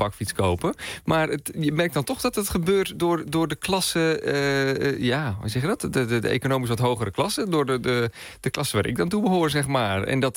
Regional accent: Zeeland, Netherlands; Wij komen niet uit de buurt. Ik kom uit Zeeland.

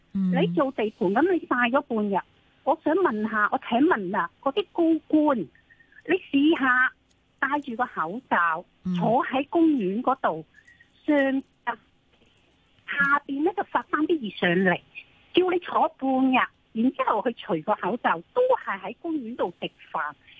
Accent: Hong Kong; 我哋香港人防疫系防得好好噶

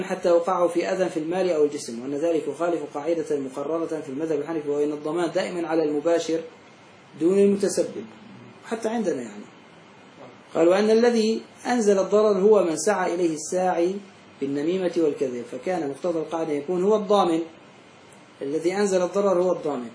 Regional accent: Syria; في عندنا في سوريا

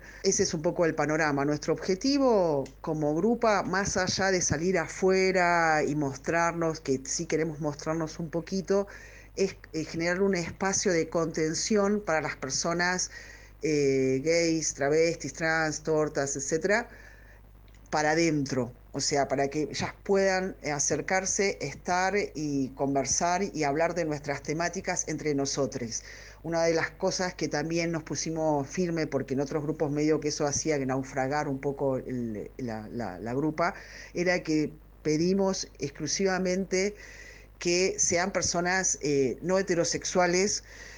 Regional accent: Buenos Aires, Argentina; somos personas porteñas, habituadas a estar fuera del closet y a vivir una vida prácticamente normal con nuestras sexualidades en Buenos Aires.

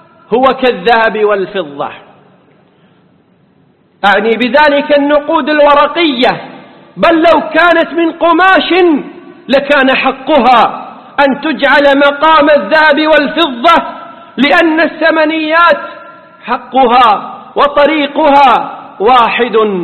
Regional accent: Kuwait; والذي يفتى به اليوم في بلدنا الكويت

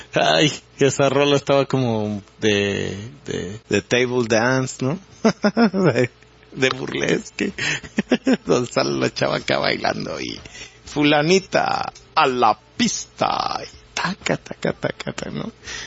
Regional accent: Mexico; Es una triste realidad de nosotros como mexicanos.

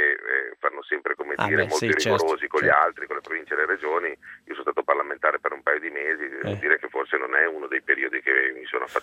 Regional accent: Piedmont, Italy; Ma guardi, in Piemonte siamo piemontesi

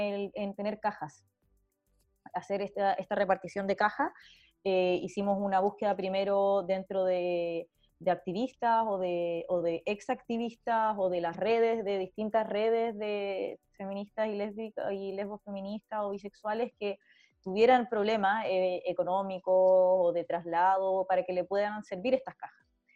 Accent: Santiago, Santiago Metropolitan Region, Chile; que si bien soy de Santiago, vengo de haber hecho activismo solo en regiones, recién me devolví a Santiago

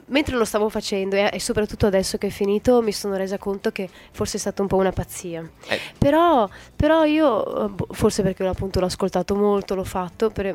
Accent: Sicily, Italy; born there; Sono nata in Sicilia e sento di appartenere un po' anche alla Sicilia, no? Però non mi sono mai identificata davvero con un luogo.

